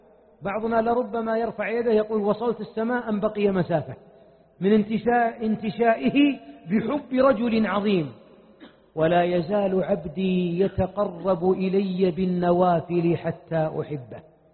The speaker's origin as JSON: {"language": "Arabic", "region": "Najd", "country": "Saudi Arabia", "said": "أنا ما أتيتكم من نجد"}